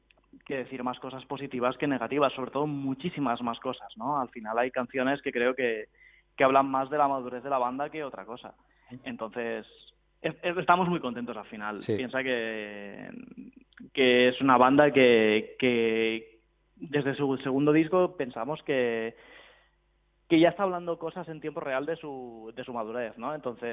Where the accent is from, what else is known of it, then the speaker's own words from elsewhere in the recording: Barcelona, Catalonia, Spain; Nosotros somos de Barcelona.